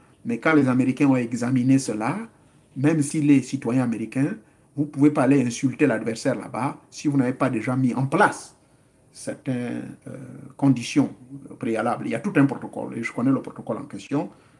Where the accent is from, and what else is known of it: Gabon